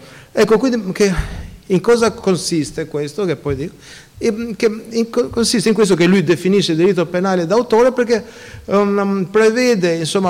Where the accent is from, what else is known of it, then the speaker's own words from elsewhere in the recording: Albania; io la mia infanzia è nell'Albania dell'era comunista